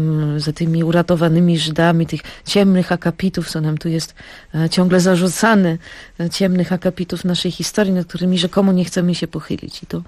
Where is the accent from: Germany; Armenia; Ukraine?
Germany; to też w zasadzie nie słyszałam wówczas, dorastając w Niemczech, nic.